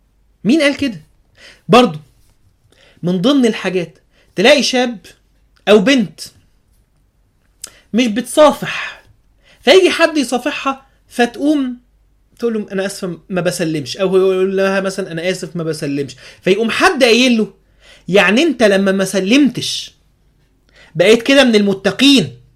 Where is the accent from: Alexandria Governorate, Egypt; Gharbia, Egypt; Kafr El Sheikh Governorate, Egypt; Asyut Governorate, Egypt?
Alexandria Governorate, Egypt; Alexandria; كنا مثلا نبقى راكبين الترام عندنا في اسكندريه